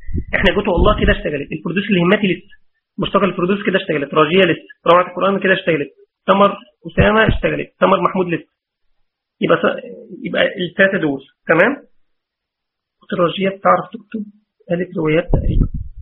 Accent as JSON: {"language": "Arabic", "town": "Mansoura", "region": "Dakahlia", "country": "Egypt", "said": "انا من المنصوره"}